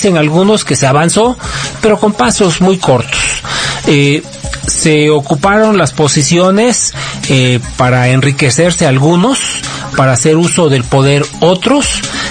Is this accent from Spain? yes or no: no; Mexico; así somos todos los mexicanos.